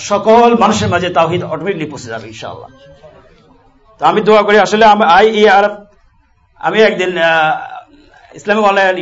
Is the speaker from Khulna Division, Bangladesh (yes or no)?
no; Noakhali, Chittagong Division, Bangladesh; আমার দেশের বাড়ি নোয়াখালী